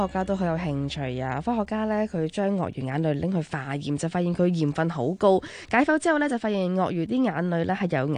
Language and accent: Cantonese; Hong Kong; 我覺得作為香港人真的要早啲開始為自己準備定